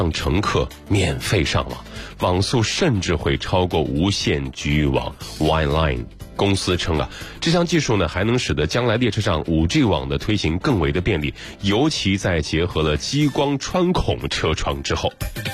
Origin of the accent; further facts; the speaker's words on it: Shandong, China; 这里还有我的故乡，特别的骄傲。